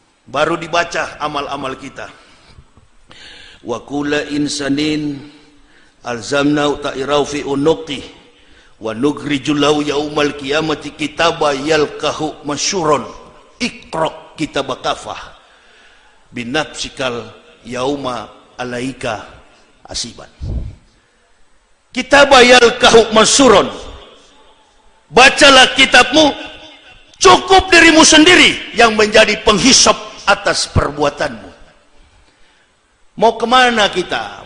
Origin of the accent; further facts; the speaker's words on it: Sulawesi, Indonesia; saya orang Sulawesi, begitu datang jadi saya tahu